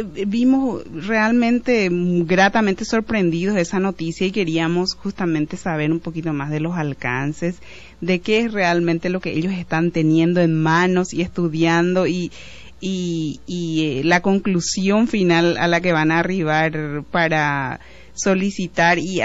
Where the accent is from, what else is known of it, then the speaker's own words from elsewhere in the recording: Paraguay; las necesidades que tenemos como migrantes paraguayos en los Estados Unidos, en España y en otras partes del mundo